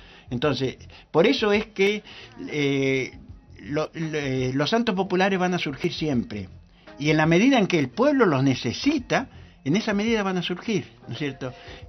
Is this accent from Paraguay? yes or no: no; Argentina; Incluso colectivamente nosotros podemos ver cómo nos unimos nosotros como argentinos con el himno nacional o con la bandera